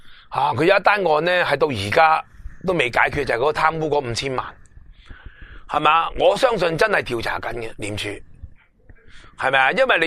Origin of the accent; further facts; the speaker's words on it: Hong Kong; 譬如我哋香港人啊，辞工要一个月啊